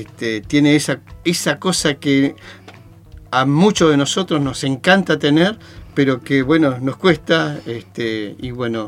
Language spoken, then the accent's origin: Spanish; Río Chico, Argentina; Me crié en Río Chico y me malcrié en ciudades.